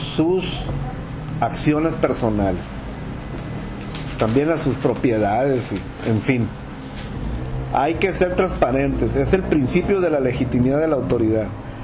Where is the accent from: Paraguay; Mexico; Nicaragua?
Mexico; yo primero soy un ciudadano mexicano